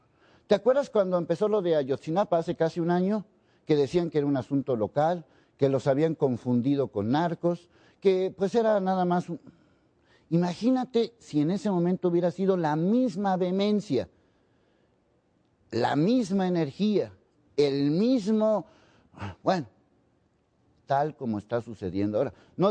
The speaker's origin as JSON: {"language": "Spanish", "country": "Mexico", "said": "me salga del alma porque soy mexicano."}